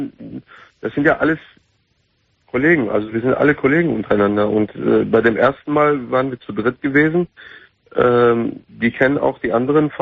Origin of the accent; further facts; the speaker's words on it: Turkey; ich bin Türke.